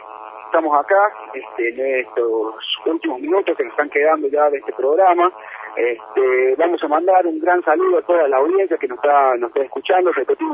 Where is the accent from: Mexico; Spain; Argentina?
Argentina; Andalgalá, Catamarca; la gente de mi pueblo, de Andalgalá